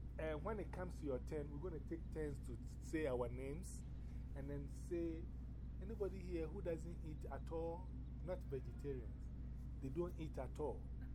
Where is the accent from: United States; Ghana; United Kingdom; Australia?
Ghana; I'm from Ghana, West Africa.